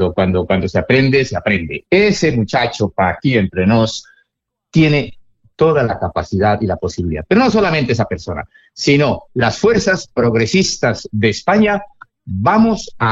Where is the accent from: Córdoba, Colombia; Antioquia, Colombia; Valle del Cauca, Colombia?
Valle del Cauca, Colombia; Cali; tú que eres colombiano y costeño, como yo soy caleño, en Colombia